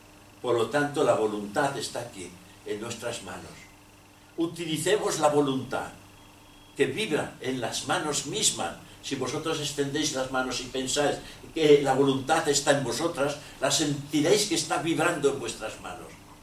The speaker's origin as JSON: {"language": "Spanish", "town": "Barcelona", "region": "Catalonia", "country": "Spain", "tie": "born there", "said": "soy de España. Y si me aprietas un poco más, soy de Cataluña, porque he tenido la suerte, la desgracia de nacer en una región que se llama Cataluña, dentro de Barcelona, Barcelona dentro de Cataluña."}